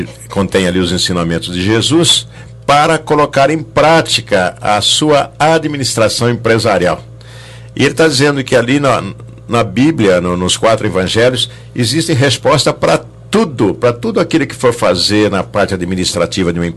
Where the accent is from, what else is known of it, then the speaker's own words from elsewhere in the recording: Jacareí, São Paulo, Brazil; lá de Jacareí